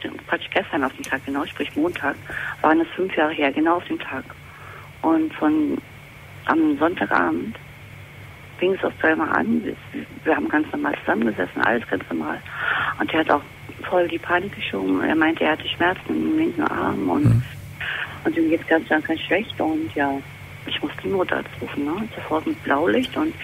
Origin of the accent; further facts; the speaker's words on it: Berlin, Germany; So, mein Thema ist, ich bin aus Berlin.